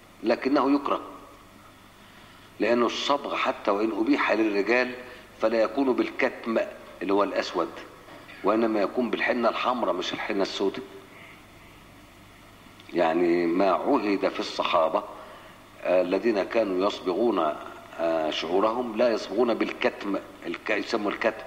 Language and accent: Arabic; Egypt; والعادة بتاعت الناس عندنا في مصر